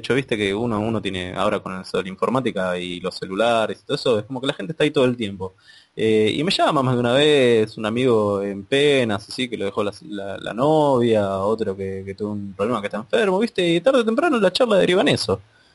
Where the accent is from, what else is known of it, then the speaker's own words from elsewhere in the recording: Buenos Aires, Argentina; Hace poco estaba en la estación de mi ciudad natal, de Buenos Aires.